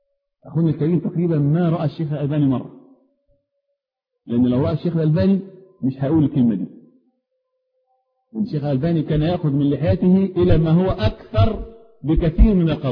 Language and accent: Arabic; Upper Egypt, Egypt; انا رجل صعيدي معذرة جاي من اخر الخط.